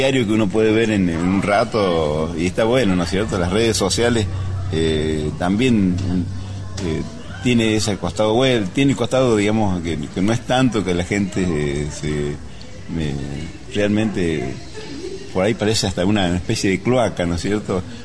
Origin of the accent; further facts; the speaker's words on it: La Carlota, Córdoba, Argentina; Yo soy de La Carlota. Y después me fui a Río Cuarto para trabajar en Diario Puntal